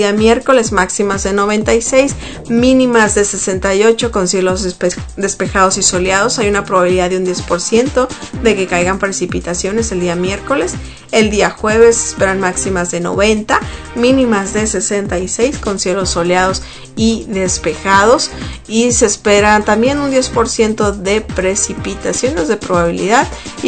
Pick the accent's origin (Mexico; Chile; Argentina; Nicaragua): Mexico; Sonora; en México, de donde yo soy, del estado de Sonora, hace muchísimo calor.